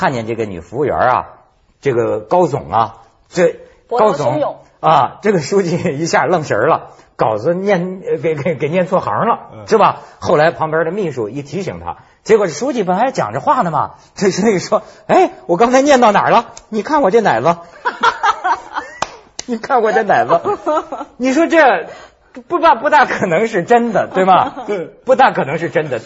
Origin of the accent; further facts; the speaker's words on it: China; 你知道我们中国人要搞一个人讲究要什么呢？搞倒搞臭。